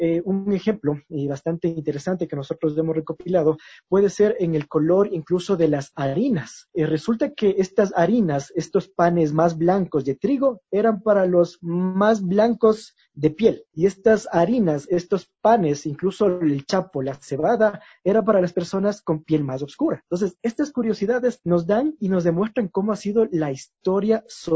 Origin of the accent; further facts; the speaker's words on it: Quito, Pichincha, Ecuador; lo que nosotros podemos incluso enorgullecernos, así como quiteños, como quiteñas.